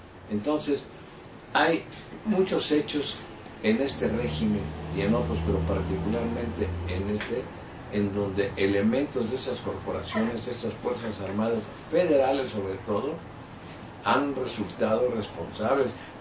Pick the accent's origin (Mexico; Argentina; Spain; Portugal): Mexico; yo, como mexicano, como ciudadano, estoy indignado